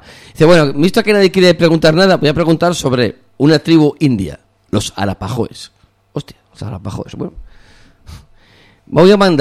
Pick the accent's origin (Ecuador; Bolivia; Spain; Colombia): Spain; Galicia; claro, como soy gallego, reís de mí, ¿no?